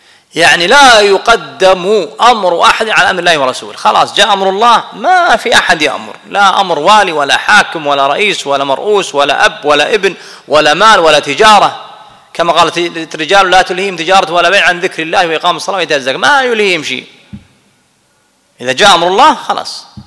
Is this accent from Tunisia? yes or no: no; Kuwait; هذا لا أنا كويتي ابن البلد فأنا أحبه